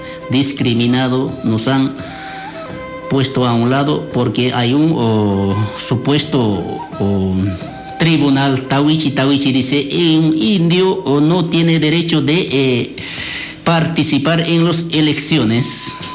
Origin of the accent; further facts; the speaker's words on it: Bolivia; now in Argentina; Nosotros también somos una parte de Bolivia, que nosotros también tenemos nuestro derecho para elegir nuestro presidente.